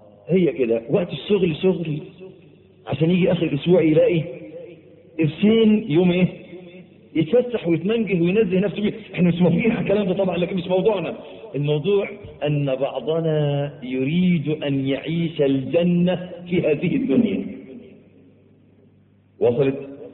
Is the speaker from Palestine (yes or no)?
no; Egypt; عندنا في مصر معلش تلاقي الواد الميكانيكي